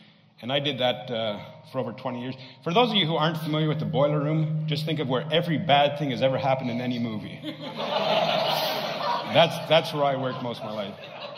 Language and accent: English; Canada; because I can't sell anything, I'm Canadian.